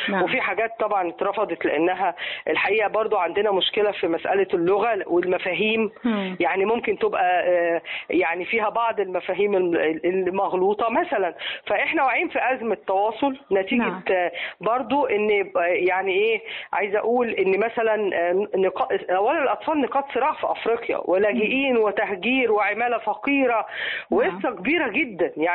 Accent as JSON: {"language": "Arabic", "country": "Egypt", "said": "وخلت لهجتنا لما بتروح أي دولة"}